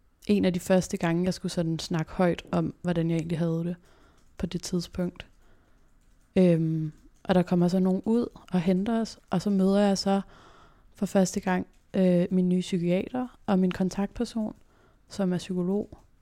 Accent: Copenhagen, Capital Region of Denmark, Denmark; jeg har faktisk altid boet på Nørrebro, født og opvokset på Nørrebro.

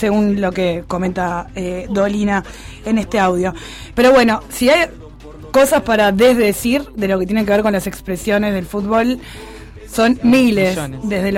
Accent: Uruguay; Sí, somos todos uruguayos y lo que hablamos recién, no somos chilenos.

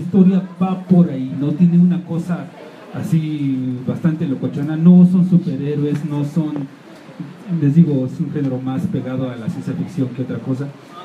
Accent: Mexico; no voy a poner a personajes extranjeros siendo yo mexicano

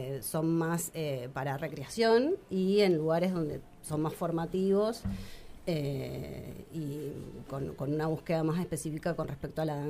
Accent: Mendoza, Argentina; also born or lived in Buenos Aires, Argentina; nos vinimos todos a Mendoza y mi infancia, mi adolescencia, hasta los 20 fue en Mendoza, digamos. Crecí en Mendoza, pero después estuve 12 años en Buenos Aires y hace 3 volví.

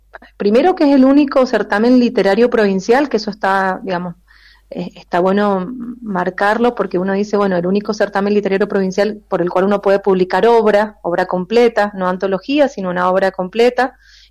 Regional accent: Mendoza, Argentina; Somos escritores mendocinos

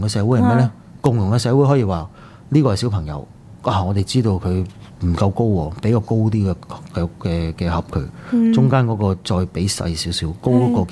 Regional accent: Hong Kong; 有一樣嘢我哋香港人越嚟越少嘅咧

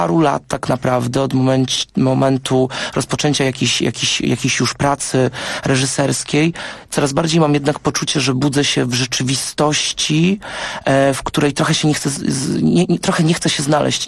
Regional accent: Wrocław, Lower Silesian Voivodeship, Poland; Ja pochodzę gdzieś oryginalnie z Wrocławia i to tam mam swoje korzenie i zawsze mi się wydawało, że to jest takie otwarte miasto. Niedaleko mojego domu znajdowała się dzielnica Czterech Świątyń, wielokulturowe jakieś miejsce

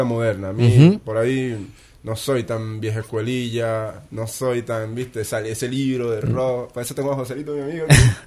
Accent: Venezuela; now in Buenos Aires, Argentina; me fui de Venezuela, estoy en Buenos Aires.

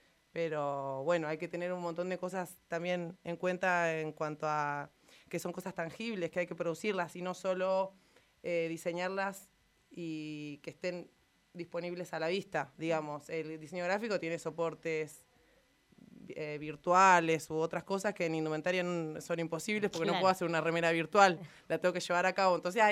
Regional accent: Santa Rosa, La Pampa, Argentina; also born or lived in La Plata; a los 2 años míos nos vinimos para acá, o sea, me crié en Santa Rosa, tengo toda mi familia acá.

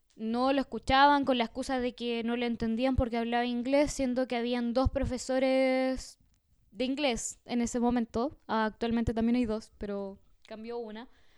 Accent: Puerto Cisnes, Aysén, Chile; estudiantes y profesores están en paro por lo que está pasando en el país y su pueblo, que también es mi pueblo

